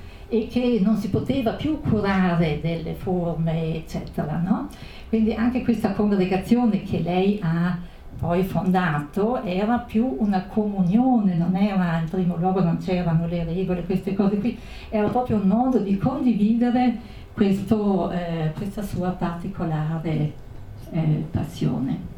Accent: Brixen, Trentino-Alto Adige, Italy; io anch'io sono di Bressanone

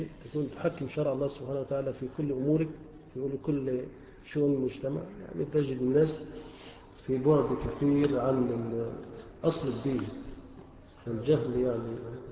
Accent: Egypt; احنا كلنا مصريين وكلنا مسلمين

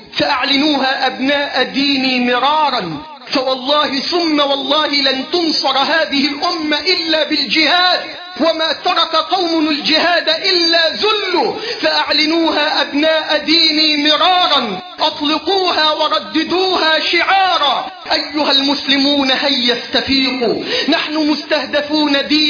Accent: Egypt; اللهم احفظ بلدنا مصر من كل سوء وسائر بلاد

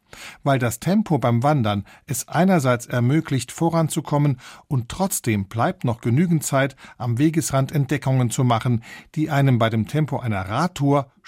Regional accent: Saarland, Germany; Ich bin am Bostalsee aufgewachsen.

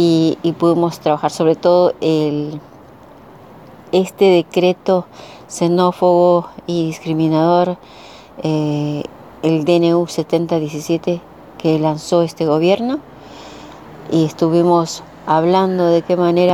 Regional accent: Bolivia; now in Buenos Aires, Argentina; soy aymara, soy boliviana, soy residente en Argentina, radico en Ciudad Autónoma de Buenos Aires, en CABA.

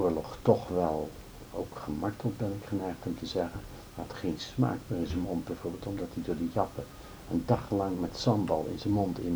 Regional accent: Netherlands; als Hollandse jongen zo die dan niks weet

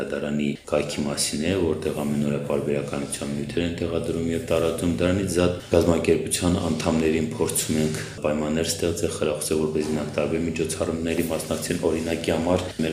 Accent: Nagorno-Karabakh, Azerbaijan; որը մեզ համար և որպես արցախցի ու որպես կազմակերպություն շատ մեծ հպարտություն է։

